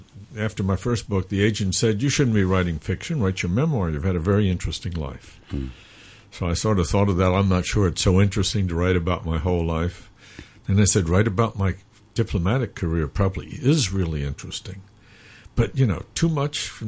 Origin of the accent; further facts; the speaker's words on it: New York, United States; now in Hong Kong; And I grew up in New York, so I have a good comparison.